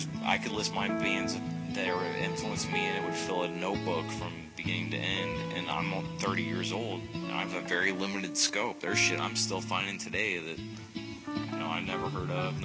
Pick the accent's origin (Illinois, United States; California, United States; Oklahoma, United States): Illinois, United States; Yeah, I'm from the U.S., yeah. Yeah, I'm from Illinois, out in the middle of fucking nowhere, with a bunch of yahoos that know jack shit about anything.